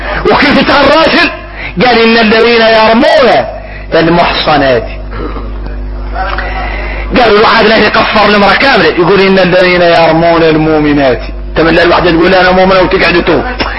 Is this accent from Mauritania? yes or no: yes; Mauritania; انا اكون موريتاني.